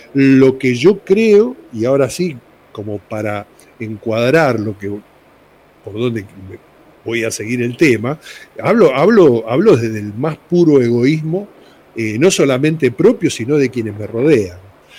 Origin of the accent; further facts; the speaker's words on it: Argentina; vengo como ciudadano, como argentino, como persona común